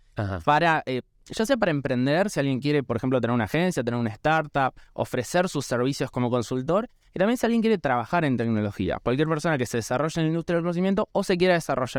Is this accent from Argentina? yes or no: yes; Argentina; esta obligación moral también que creo que tenemos como argentinos